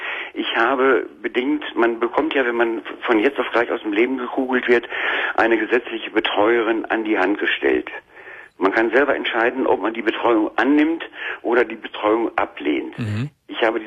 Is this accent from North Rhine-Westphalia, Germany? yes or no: yes; North Rhine-Westphalia, Germany; Ich lebe jetzt in Nordrhein-Westfalen, meiner Heimatstadt.